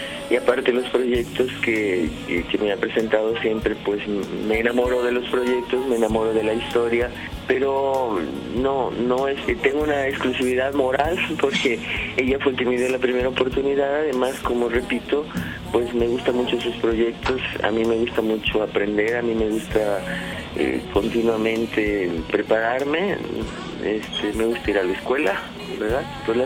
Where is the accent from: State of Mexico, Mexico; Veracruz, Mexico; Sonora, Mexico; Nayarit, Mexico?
Nayarit, Mexico; Tepic; also born or lived in Mexico City / Rome; Como actriz de teatro hice mi carrera desde mi tierra natal, que soy de Tepic, Nayarit, de un lugar donde existen los huicholes y los coras. Y luego me vine a la Ciudad de México a estudiar. Después de aquí tuve la oportunidad de irme a Europa y viví 9 años